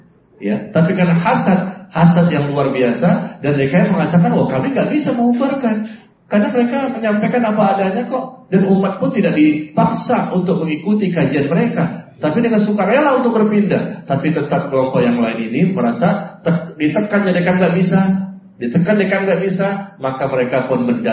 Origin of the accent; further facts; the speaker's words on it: Depok, West Java, Indonesia; Pernah ada di Depok. Saya orang Depok ya.